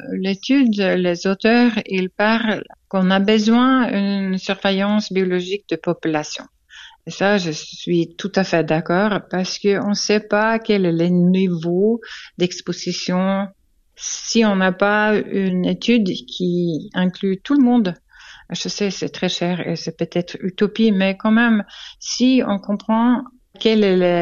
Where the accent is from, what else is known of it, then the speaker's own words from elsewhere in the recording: Switzerland; French is a second language; On fait quoi avec le batterie chez nous en Suisse?